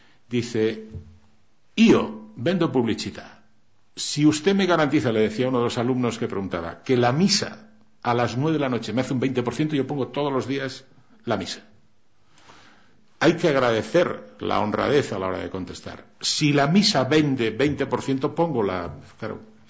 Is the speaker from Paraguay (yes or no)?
no; Cantabria, Spain; Yo soy montañés de Cantabria y mi pueblo dice, el que más chifla, capador.